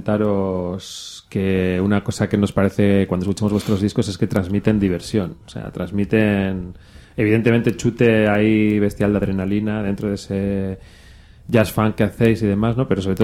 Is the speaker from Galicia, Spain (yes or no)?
no; Bilbao, Basque Country, Spain; nosotros dos, Asier y yo, somos de Santutxu